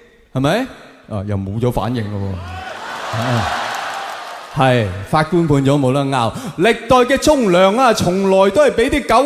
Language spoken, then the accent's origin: Cantonese; Hong Kong; 而家我哋香港人见到警察就